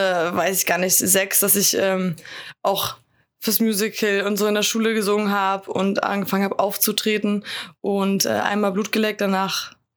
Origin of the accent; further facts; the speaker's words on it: Schleswig-Holstein, Germany; bei uns in Nordfriesland, ich komme nicht aus Flensburg, aber aus der Region, da tickt natürlich die Uhr irgendwie so ganz anders als in der Stadt, ne, wenn du wirklich so zwischen Deichen und Schafen nur groß wirst.